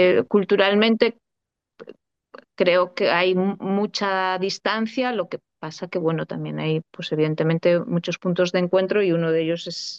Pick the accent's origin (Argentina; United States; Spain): Spain; Castile and León; born there; Hay algunas reservas cerca, en la provincia de Zamora, por ahí.